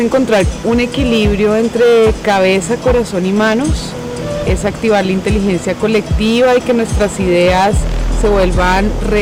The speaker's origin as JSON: {"language": "Spanish", "town": "Choachí", "region": "Cundinamarca", "country": "Colombia", "said": "vengo desde Choachí"}